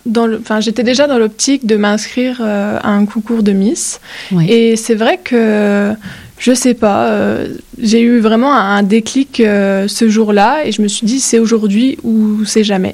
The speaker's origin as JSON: {"language": "French", "region": "Grand Est", "country": "France", "said": "on est une par département, donc moi, je suis des Vosges"}